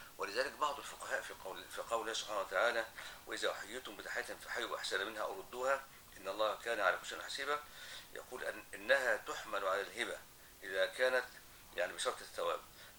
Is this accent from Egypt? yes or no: yes; Egypt; العرف الآن عندنا في مصر في الموجود